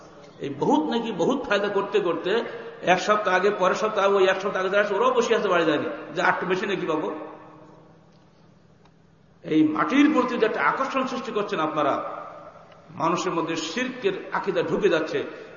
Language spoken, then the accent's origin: Bangla; Bangladesh; আমি বাংলাদেশি, আমি বাংলা ভাষায় আমার দেশের তবলিগ করব